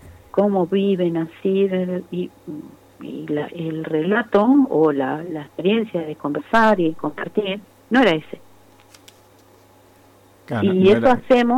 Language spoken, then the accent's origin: Spanish; Esquel, Chubut, Argentina; moved away as an adult; Pero yo vengo de Esquel.